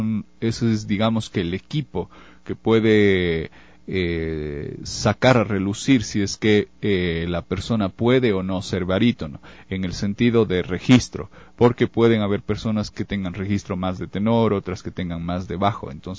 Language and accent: Spanish; Ecuador; En la actualidad nosotros como ecuatorianos no debemos y no somos menos absolutamente que nada ni nadie.